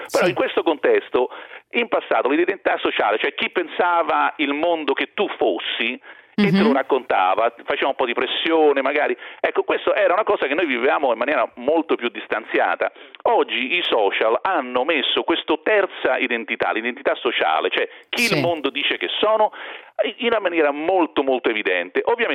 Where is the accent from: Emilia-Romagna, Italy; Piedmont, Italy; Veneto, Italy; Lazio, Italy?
Lazio, Italy; Rome; born there; lo sanno tutti che si sente anche dall'accento che sono nato a Roma